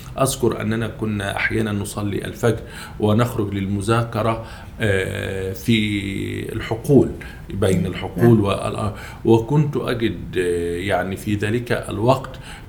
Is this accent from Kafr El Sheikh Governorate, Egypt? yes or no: yes; Ibshan, Kafr El Sheikh Governorate, Egypt; أنا نشأت في محافظة كفر الشيخ في مركز بيلة، قرية من قرى هذا المركز تسمى بقرية إبشان.